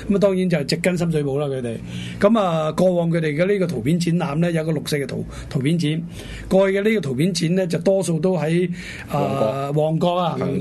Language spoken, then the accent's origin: Cantonese; China; 唔單止係我哋中國人嘅一件即係大事啊